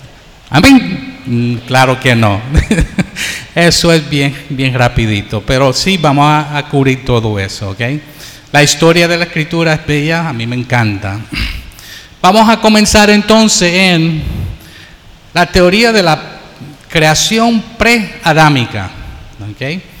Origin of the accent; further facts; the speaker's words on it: United States; now in Puerto Rico; Yo tengo un acento, soy criado en los Estados Unidos, aunque llevo en Puerto Rico más de 35 años tal vez, de 1974, todavía no puedo zafar de ese acento.